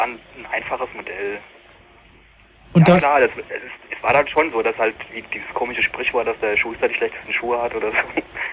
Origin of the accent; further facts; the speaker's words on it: Hesse, Germany; accent: Hessian; now in Berlin, Germany; jetzt komme ich wieder ins Hessische rein. Ich probiere echt nicht hessisch zu reden.